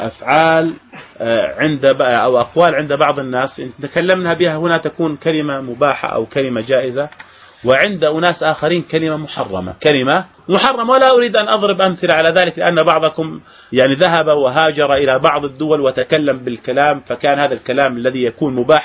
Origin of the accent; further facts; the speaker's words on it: Jordan; عندنا في الأردن يقول ادعي لي يا شيخ،